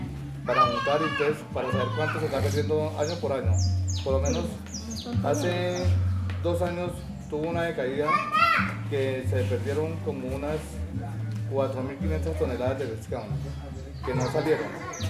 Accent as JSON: {"language": "Spanish", "town": "Guarinocito", "region": "Caldas", "country": "Colombia", "tie": "born or raised there", "said": "Yo tengo 56 años y desde que me conozco tiene razón, he vivido acá."}